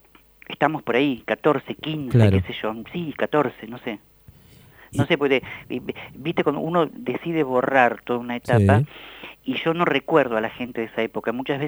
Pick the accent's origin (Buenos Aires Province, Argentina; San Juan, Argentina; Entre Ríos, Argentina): Buenos Aires Province, Argentina; La Plata; Sí, yo nací acá en La Plata, en esta calle, en la calle 12 y 38 donde vivo. 12, 37 y 38.